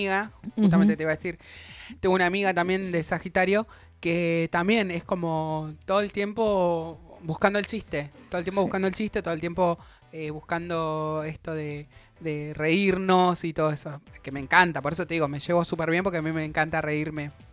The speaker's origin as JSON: {"language": "Spanish", "town": "La Plata", "region": "Buenos Aires Province", "country": "Argentina", "tie": "born or raised there", "also_born_or_lived": "Misiones", "said": "Yo nací acá en La Plata, nos mudamos a Misiones. Vivimos en Misiones, nos mudamos de vuelta acá a La Plata."}